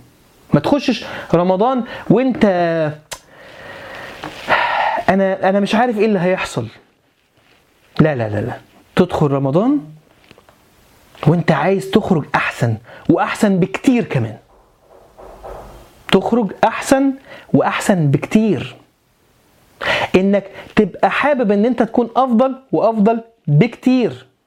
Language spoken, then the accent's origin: Arabic; Alexandria, Alexandria Governorate, Egypt; وانا راجل اسكندراني وبننزل البحر، والبحر الابيض عالي